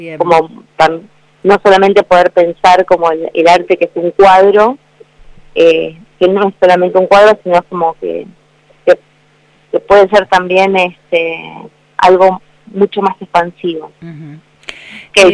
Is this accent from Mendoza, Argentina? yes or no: no; Bahía Blanca, Buenos Aires Province, Argentina; Mirá que yo soy de la zona, soy de la zona. me crié y me formé en Bahía Blanca.